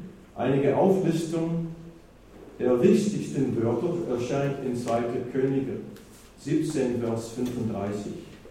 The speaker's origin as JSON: {"language": "German", "country": "United States", "moved": "as an adult", "lives_now": "Germany", "said": "ich komme ursprünglich aus den USA. Wir sind 79, ich und meine Frau nach Deutschland gekommen, als Gemeindegründer."}